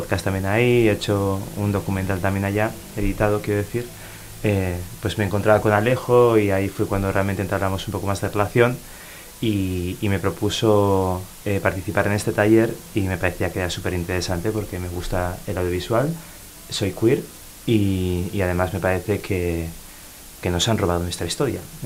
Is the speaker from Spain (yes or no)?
yes; San Sebastián, Basque Country, Spain; Yo soy de Donostiarra